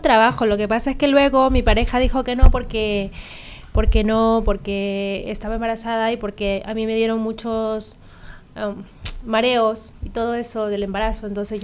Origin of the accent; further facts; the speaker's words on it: Guayas, Ecuador; born there; moved away; He nacido en la provincia del Guayas, pero yo me considero más esmeraldeña.